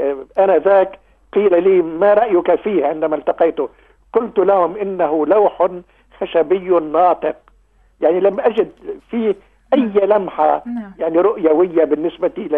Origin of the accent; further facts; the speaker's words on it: Beqaa, Lebanon; لأننا نحن يعني منذ طفولتنا نذهب بالقطار من قريتنا إلى دمشق عبر هذا الخط. حتى أنه أنا أتمنى أن تزوري قريتي ومنزلي. يعني منزلي تقريبا في البقاع يعتبر امتداد لوادي بردة.